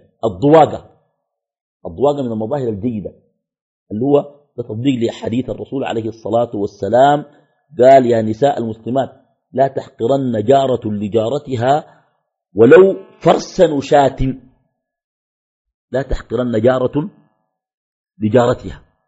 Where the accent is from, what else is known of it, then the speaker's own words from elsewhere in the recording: Khartoum, Sudan; بعض الأحياء عندنا في الخرطوم بتكون أحياء مغلقة